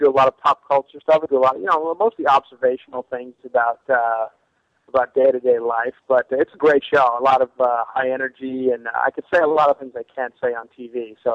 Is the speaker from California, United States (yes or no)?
no; New York City, New York, United States; I'm from New York City, so I've always been a Broadway guy.